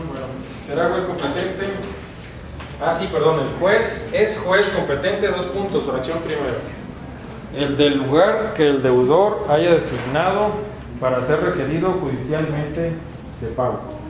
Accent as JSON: {"language": "Spanish", "region": "Baja California", "country": "Mexico", "said": "Bueno, yo soy de Baja California, entonces voy a mencionar de Baja California"}